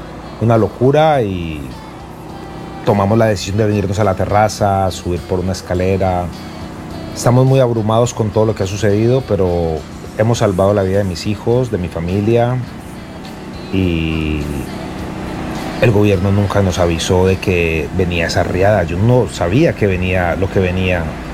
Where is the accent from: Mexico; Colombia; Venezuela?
Colombia; saben que soy colombiano